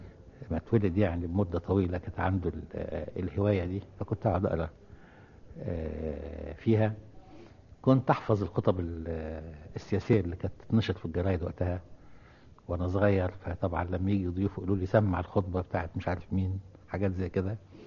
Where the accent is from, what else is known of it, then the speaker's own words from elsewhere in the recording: Cairo, Cairo Governorate, Egypt; ولو أني يعني صعيدي في الأصل، لكن يعني نشأت في القاهرة يعني.